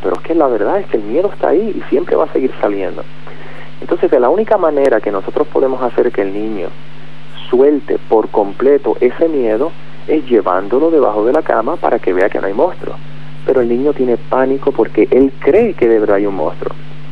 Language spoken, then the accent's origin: Spanish; Puerto Rico; No, soy puertorriqueño.